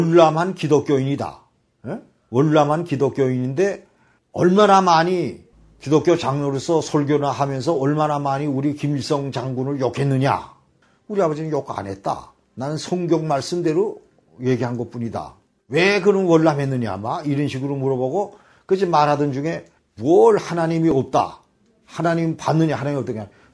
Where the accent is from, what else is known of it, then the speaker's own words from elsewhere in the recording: Pyongan, North Korea; 그 우리는 평안도 사람이니까 빈대떡을 잘하잖아요. 녹두 빈대떡.